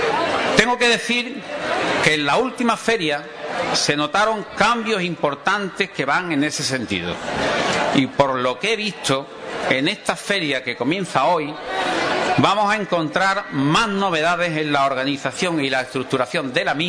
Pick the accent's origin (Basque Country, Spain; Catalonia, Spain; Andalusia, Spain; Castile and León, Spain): Andalusia, Spain; Ubrique; En el año 1995 me trasladé a Ubrique. ¿A dónde me iba a venir a vivir? Sino a mi pueblo, donde me encuentro cómodo y feliz.